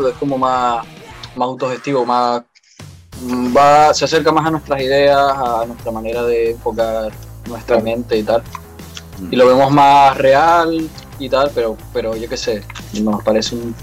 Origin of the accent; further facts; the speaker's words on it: Basque Country, Spain; porque venimos del País Vasco, que es todo lo contrario